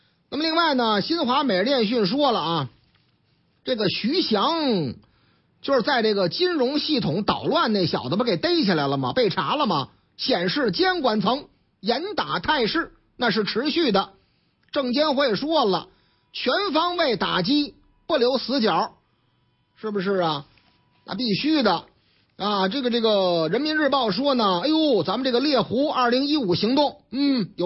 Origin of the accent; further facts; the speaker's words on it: Beijing, China; 东城西赵四儿哟，我们老家啊